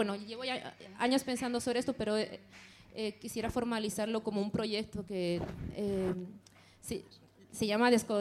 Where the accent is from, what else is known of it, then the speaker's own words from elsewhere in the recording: Bolivia; En Bolivia hay muchos, yo soy de Bolivia, hay muchos movimientos libertarios. Para mí forman parte de mi historia, de mi cultura.